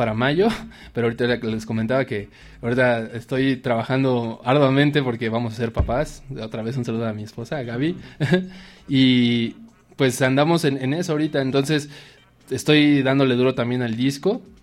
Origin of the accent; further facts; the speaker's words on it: Mexico; Porque no nada más nosotros como mexicanos creemos que esto está creciendo, ¿no?